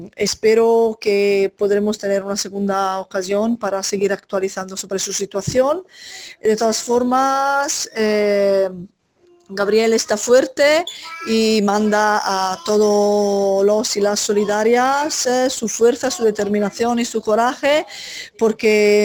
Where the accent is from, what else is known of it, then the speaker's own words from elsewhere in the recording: Italy; Spanish is a second language; now in Argentina; Porque como soy italiana y sabían que hemos estado en Italia